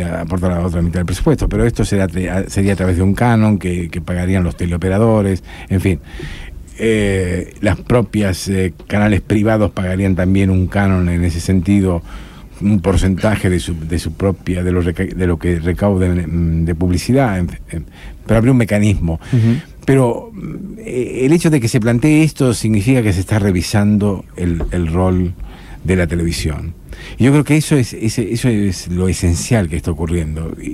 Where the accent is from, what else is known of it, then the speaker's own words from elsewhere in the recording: Tucumán, Argentina; born there; soy español, tengo la nacionalidad española, pero tengo la nacionalidad argentina también. Nacido en Tucumán